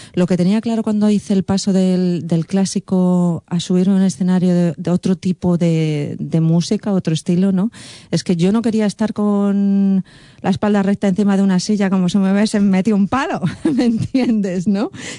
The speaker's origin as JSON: {"language": "Spanish", "town": "Cuenca", "region": "Castilla-La Mancha", "country": "Spain", "tie": "born there", "said": "mi abuelo cordobés, mi medio familia de Cuenca, yo nací en Cuenca"}